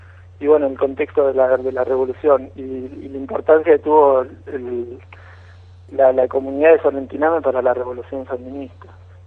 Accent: Haedo, Buenos Aires Province, Argentina; moved away; Somos de ahí también del oeste, de Aedo soy yo, mi compañera es de Capital y bueno, el otro compa es también de Capital.

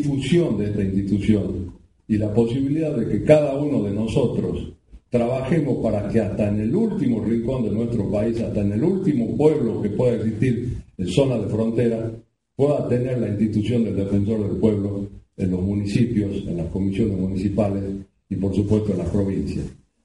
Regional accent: Jujuy, Argentina; yo soy de Jujuy, de allá de la lejana Puna o la Quebrada

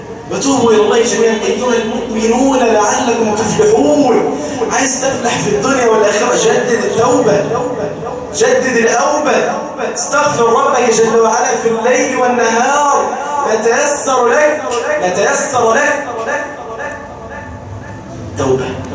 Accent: Mansoura, Dakahlia, Egypt; والله عندنا في المنصورة ما في يوم يمر علينا في قريتي

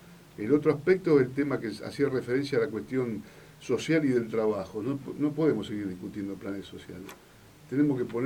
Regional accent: Santa Fe, Argentina; Somos todos iguales, todos somos santafesinos.

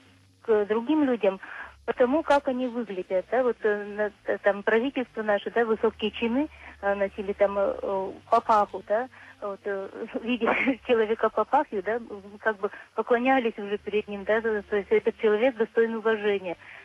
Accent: Syktyvkar, Komi Republic, Russia; Я из Сыктывкара.

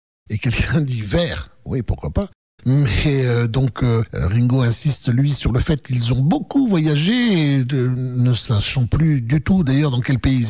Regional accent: France; je peux le dire puisque je suis français, donc je le sais aussi

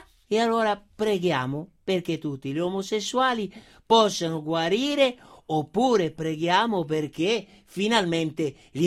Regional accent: Treviso, Veneto, Italy; No, sono del Treviso, del Treviso originale. Del Treviso, solo che questo è un accento che ci hanno, diciamo così, imposto

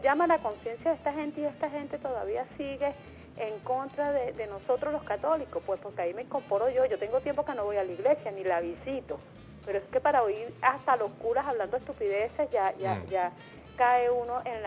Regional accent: Venezuela; que por favor que prosperemos como venezolanos, que Venezuela sea próspera

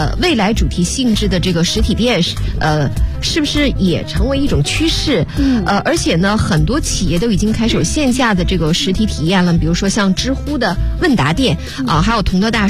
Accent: Liaoyuan, Jilin, China; 我是吉林省辽源市。

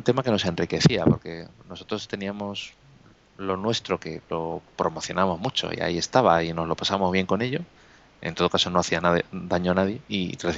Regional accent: Spain; que somos todos los españoles que estamos ahí votando

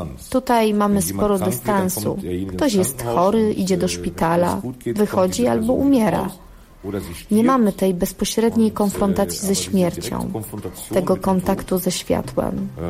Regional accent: North Rhine-Westphalia, Germany; Urodziłem się w Dortmundzie, wychowałem we wsi Nieopodal.

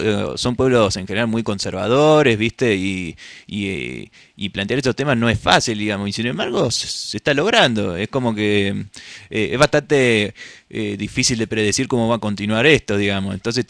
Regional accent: Córdoba, Argentina; Yo que vengo de la ciudad de Córdoba

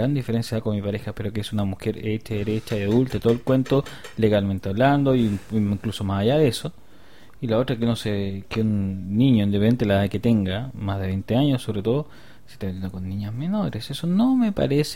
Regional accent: Chile; Sí, somos muchos. ¿Usted le parece que somos pocos? No, somos muchos. Somos muchos chilenos.

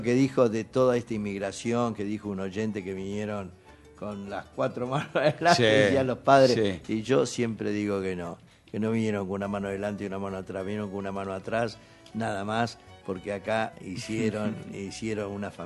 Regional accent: Argentina; mis cuatro abuelos fueron europeos, o sea, yo soy argentino por adopción

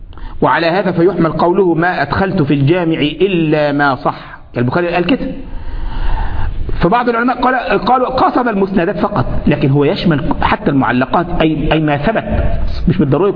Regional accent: Egypt; كنت في عندنا في مصر

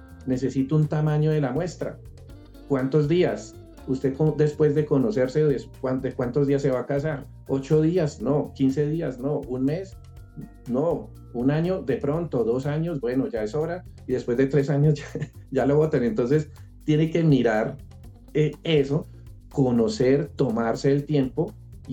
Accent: Colombia; como los colombianos dejamos el recibo para pagar a última hora

